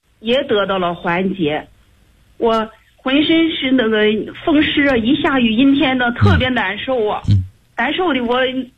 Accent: Tianjin, China; 哎，我是天津的学员、今年59岁、第一次和老师通话。

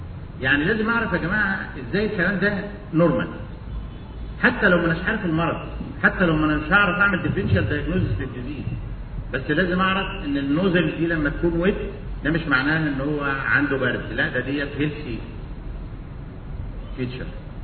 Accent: Egypt; اللي موجوده عندنا في مصر وشكلها الغريب

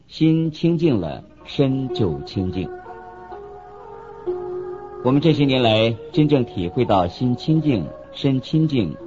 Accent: China; 我们中国人常常自夸有5000年的历史

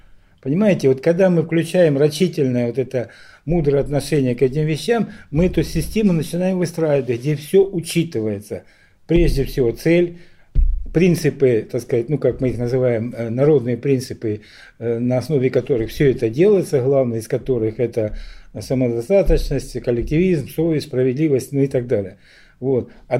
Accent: Donbas, Ukraine; Вот я говорил уже, что я сам с Донбасса, да.

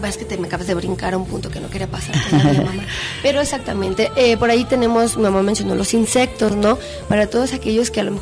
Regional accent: Mexico; Porque como mexicanos, pues es un rasgo gastronómico que no puede faltar en nuestra mesa.

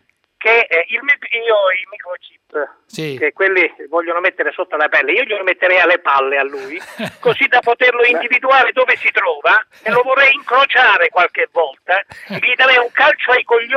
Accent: Abruzzo, Italy; now in Varese, Italy; Cerni. Cerni, provincia di Chieti.

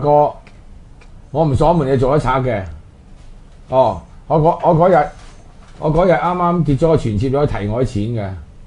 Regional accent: China; 我哋中國人用呢個誓死啦

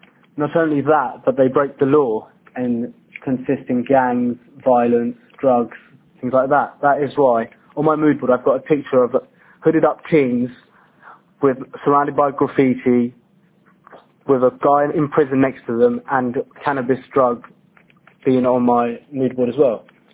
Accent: United Kingdom; He is just like me and many other boys who are born and bred in Britain

